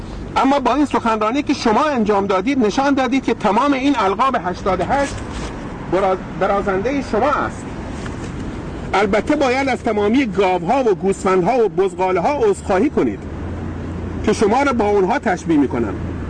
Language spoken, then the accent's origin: Persian; Iran; در اینجا وظیفه خود می دانم به عنوان یک ایرانی جواب این عجیب را بدهم